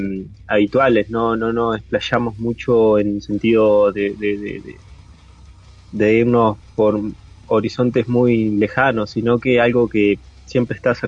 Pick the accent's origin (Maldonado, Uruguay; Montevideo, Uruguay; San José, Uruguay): Montevideo, Uruguay; somos de Montevideo, Uruguay. Ya hace varios años estamos en la escena uruguaya metalera